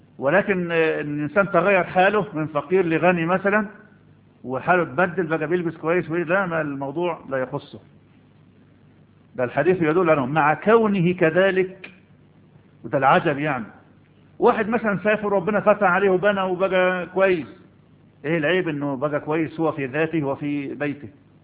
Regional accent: Egypt; هنقول ما عندنا في مصر نسكت

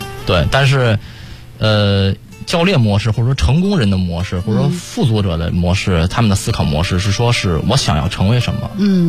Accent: Xinzhou, Shanxi, China; 我老家是山西。

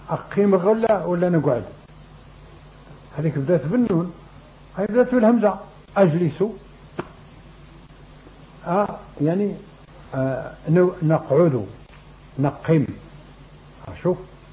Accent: Morocco; لكن جاب الله حنا مغاربة بعدها

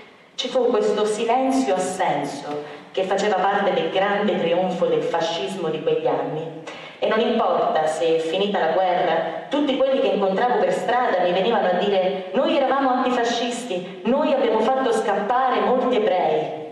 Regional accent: Milan, Lombardy, Italy; Sono nata a Milano nel 1930 e a Milano ho sempre vissuto. La mia famiglia era ebraica agnostica, cioè non frequentavamo il tempio o ambienti ebraici.

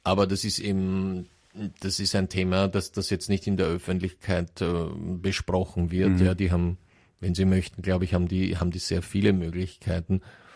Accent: Wales, United Kingdom; German is a second language; Wir sind beide aus Wales und das ist nicht groß, das stimmt.

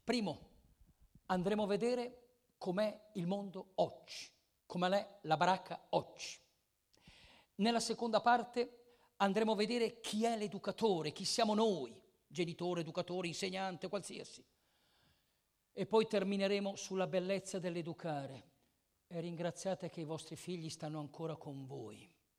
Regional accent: Lecco, Lombardy, Italy; Io vengo da lontano, vengo da Lecco.

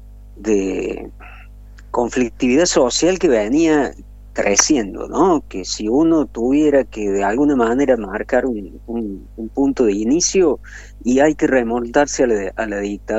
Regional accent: Cruz del Eje, Córdoba, Argentina; born there; como yo soy nacido en Cruz del Eje, ya venía trabajando esos temas de conflicto social

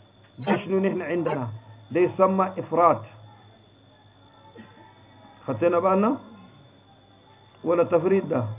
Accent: Egypt; قال أنه المجلس بتاع افتهينا عندنا في مصر لم تثبت له رؤية الهلال

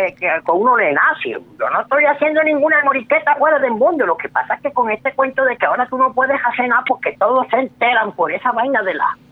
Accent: Córdoba, Colombia; yo soy de origen turco. Yo voy así como que en la parte esa entre lo turco y lo del Sinú. Pues, orgullosamente aquí el Sinú

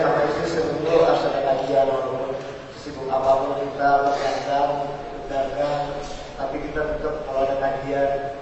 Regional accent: Jakarta, Indonesia; born there; dari Jakarta … Saya ini lahir di Jakarta. Di Jakarta sekarang umur saya 26.

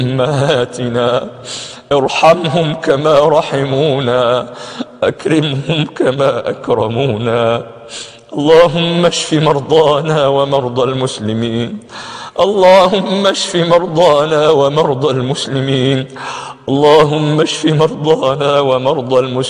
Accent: Egypt; اللهم إننا نحب بلدنا مصر

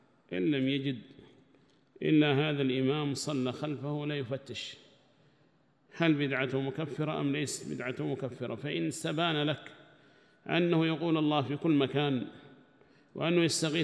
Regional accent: Yemen; وأما نحن لله الحمد وسع الله علينا في بلدنا اليمن

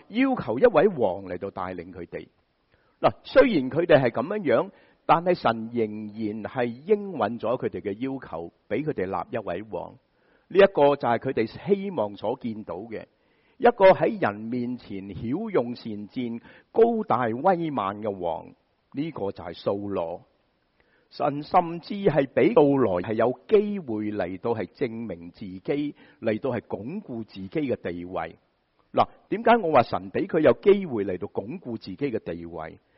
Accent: Shanghai, China; 我们上海人很喜欢说狮子大开口

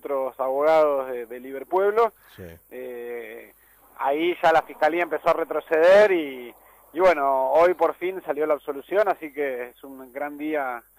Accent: Buenos Aires, Argentina; nosotros decimos que sí, que somos todos porteños, no importa de dónde hayas venido

